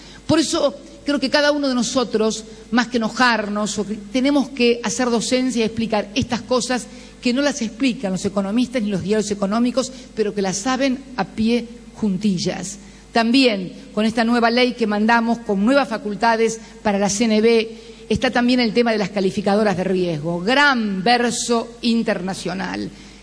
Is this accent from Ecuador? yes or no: no; Argentina; lo digo también con mucho dolor como argentina